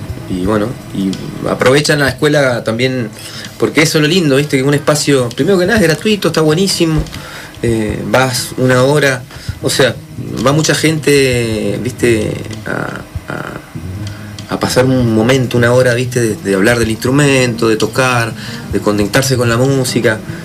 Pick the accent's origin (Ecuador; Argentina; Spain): Argentina; Maipú; nos conocíamos del barrio, yo soy de Maipú